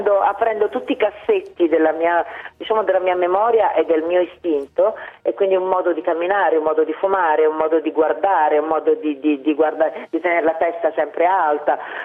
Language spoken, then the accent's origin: Italian; Naples, Campania, Italy; In più io sono napoletana, quindi so che vivo ogni giorno leggendo la cronaca nera dei miei giornali, dei quotidiani della mia città